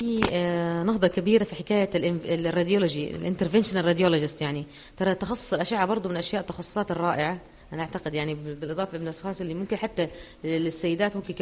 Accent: Jeddah, Makkah Province, Saudi Arabia; طبعا عشان عندنا في جدة ما هو موجود لكن في الرياض

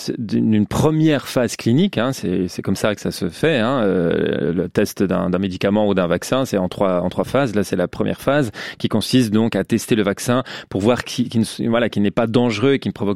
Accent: Switzerland; Mais chez nous en Suisse

